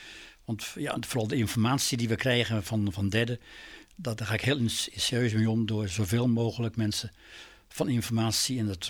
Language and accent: Dutch; Vlaardingen, South Holland, Netherlands; born there; Ik ben in Vlaardingen geboren. Mijn ouders hadden een stoffenzaak op de Hoofdstraat.